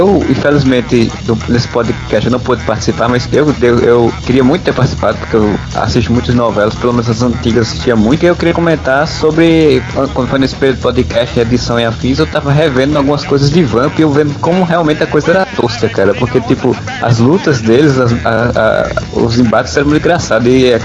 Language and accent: Portuguese; Northeast Region, Brazil; E eu, como nordestino, tenho que comentar.